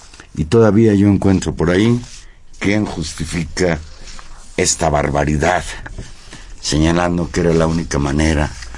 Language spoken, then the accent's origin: Spanish; Mexico City, Mexico; me duele más porque soy vecino de la Narvarte desde cuando era niño